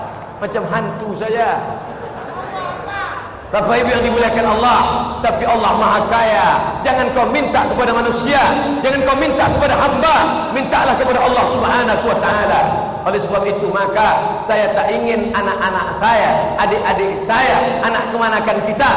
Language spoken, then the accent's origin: Indonesian; Riau, Indonesia; kami anak Riau sekarang menyewa rumah